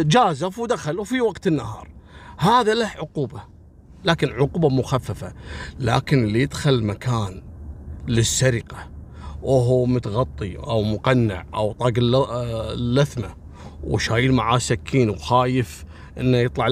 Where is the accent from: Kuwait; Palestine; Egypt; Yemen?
Kuwait; احنا عندنا في الكويت أول كانوا يحطون، أنا ملحقت عليهم، يحطون كشك صغير ويكون فيه رجل أمن